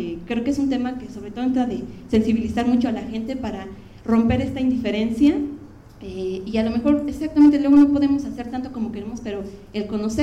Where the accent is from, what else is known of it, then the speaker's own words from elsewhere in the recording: Mexico City, Mexico; porque yo soy de la Ciudad de México